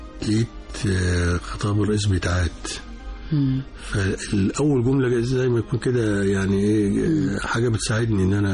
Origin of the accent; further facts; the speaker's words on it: Egypt; مش عشان أنا مصري ولا حاجة